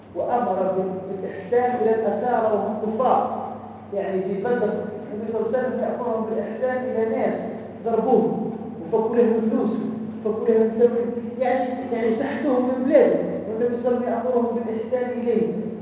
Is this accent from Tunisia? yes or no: yes; Tunisia; قال لي انت منين؟ قلت له انا من تونس.